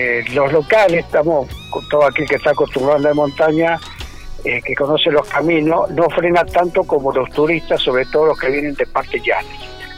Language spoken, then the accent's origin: Spanish; San Juan, Argentina; Yo no soy de acá, soy sanjuanino